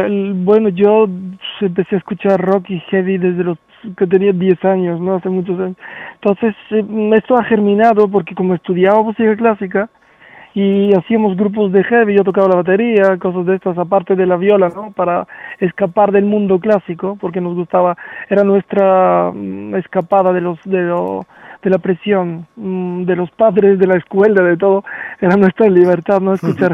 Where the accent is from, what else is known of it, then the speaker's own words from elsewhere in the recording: Sofia, Sofia City, Bulgaria; Spanish is a second language; Yo soy de Bulgaria, de Sofía.